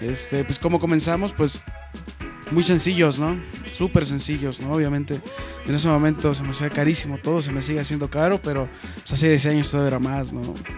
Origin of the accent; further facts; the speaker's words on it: Mexico City, Mexico; born there; Tengo 27 años de edad y vivo en Distrito Federal, nací en el Distrito Federal.